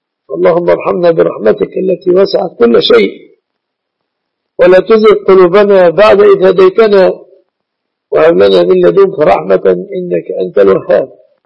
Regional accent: Egypt; أهل الله علينا وعليكم هلاله بالأمن والإيمان والسلامة والإسلام على بلادنا مصر وعلى بلاد المسلمين في كل مكان.

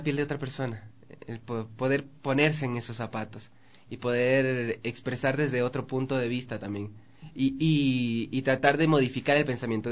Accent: Manabí, Ecuador; now in Quito, Ecuador; Ambos somos de Manabí, pero trabajamos, ya vivimos mucho tiempo en Quito y hemos hecho estudios acá también y nos desenvolvemos en la ciudad de Quito.

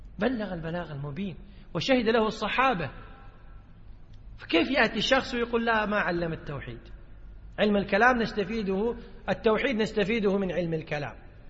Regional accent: Kuwait; يعني في اصطلاح الناس عندنا بالكويت يقول ايش يتطنز

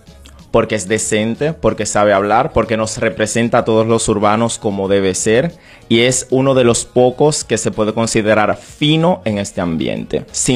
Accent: Switzerland; En mi caso, que soy originario de Suiza, declaro también en Suiza

